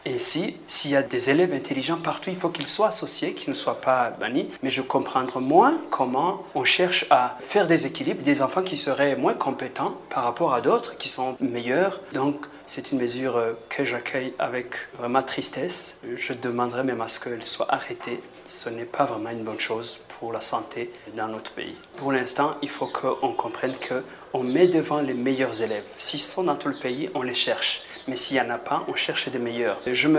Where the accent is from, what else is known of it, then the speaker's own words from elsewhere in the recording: Burundi; D'abord, on est Burundais, où que nous soyons